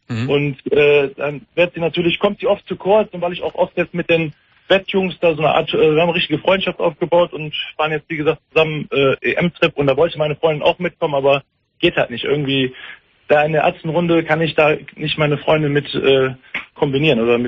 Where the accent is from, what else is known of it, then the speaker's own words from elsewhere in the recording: Düsseldorf, North Rhine-Westphalia, Germany; aber ich bin halt Düsseldorfer Jung, bin hier in Düsseldorf-Flingern geboren